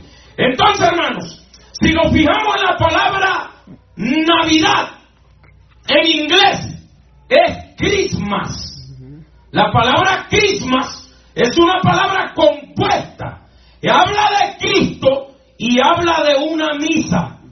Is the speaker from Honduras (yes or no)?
yes; Honduras; Yo voy a hablar de mi país de origen, de Honduras.